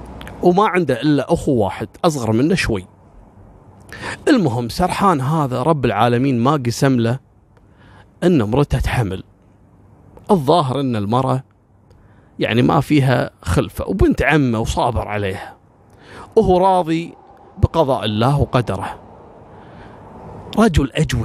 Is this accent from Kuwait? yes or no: yes; Kuwait; أنا ككويتي مثلا أو الكويتيين ممكن لهم موقف من العراق